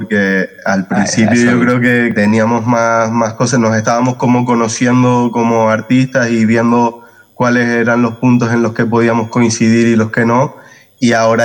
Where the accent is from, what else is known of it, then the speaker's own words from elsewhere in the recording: Canary Islands, Spain; de nuestra tierra, de nuestros derechos como canarios